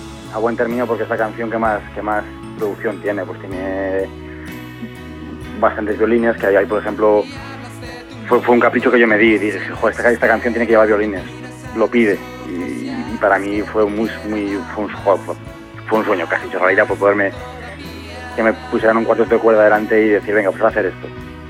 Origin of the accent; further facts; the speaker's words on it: Cantabria, Spain; now in Madrid, Spain; yo que soy de Cantabria lo mismo